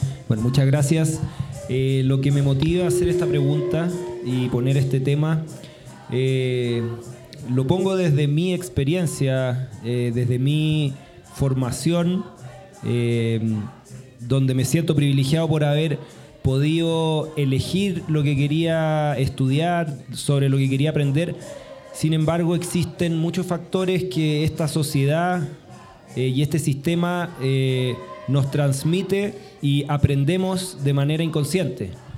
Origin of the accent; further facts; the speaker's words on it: Chile; yo vengo de Chile